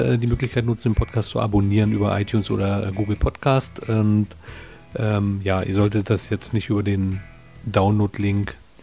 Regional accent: Berlin, Germany; obwohl als Berliner sagt man Berlinerisch. Also so kenne ich es.

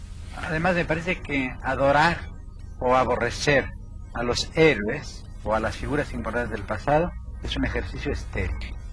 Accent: Mexico City, Mexico; Yo nací en la Ciudad de México, pero viví de niño en una casa de campo.

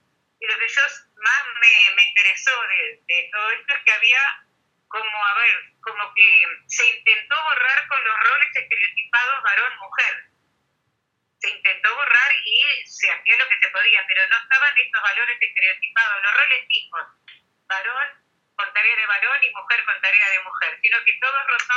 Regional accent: Uruguay; Yo soy de Uruguay y mi compañero es argentino.

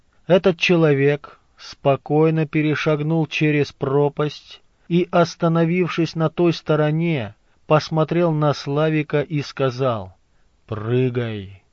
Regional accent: Krasnoyarsk Krai, Russia; born there; наш род — поморские староверы, раскулаченные, гонимые, дошедшие до Красноярского края, где я и родилась в Боготольском районе.

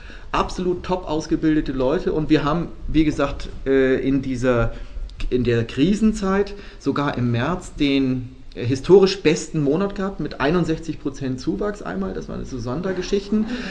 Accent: Northern Germany, Germany; ich komme aus Norddeutschland und bin ja wie ein Sizilianer, wie Sie vielleicht merken, also eher schnell dabei.

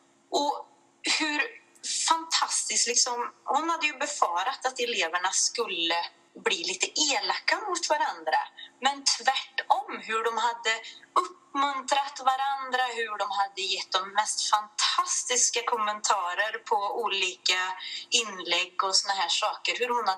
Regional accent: Väse, Värmland, Sweden; jag är ju från Väse då, och vi vill ju gärna se oss som ett eget litet kungadöme här i Väse

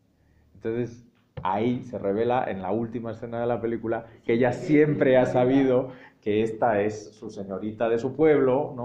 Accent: Madrid, Community of Madrid, Spain; born there; ese es el Madrid y esa es la España de esos departamentos, así, donde yo nací en el año 77, 5 años después del estreno de la película, en ese tipo de barrio.

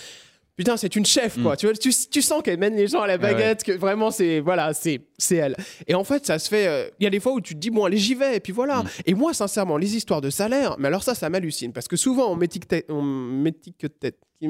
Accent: Rennes, Brittany, France; Moi, vous savez, je suis un petit Breton qui vient de Rennes

